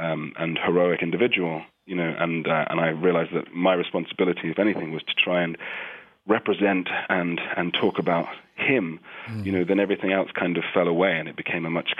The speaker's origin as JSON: {"language": "English", "region": "London", "country": "United Kingdom", "tie": "born or raised there", "said": "growing up in London"}